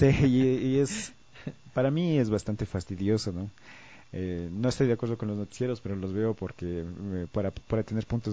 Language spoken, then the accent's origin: Spanish; Quito, Pichincha, Ecuador; yo soy quiteño, que soy pichinchano